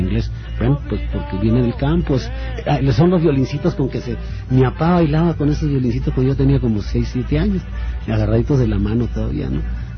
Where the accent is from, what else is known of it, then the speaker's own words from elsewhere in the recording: Sonora, Mexico; Somos de a caballo en el norte. ¿Eh? Yo soy de Sonora.